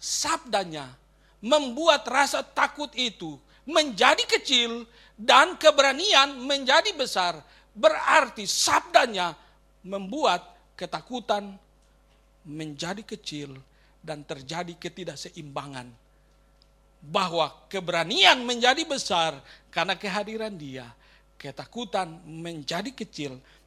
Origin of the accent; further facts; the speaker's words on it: Ambon, Maluku, Indonesia; born there; Dan sampai ke tempat kelahiran saya, Ambon.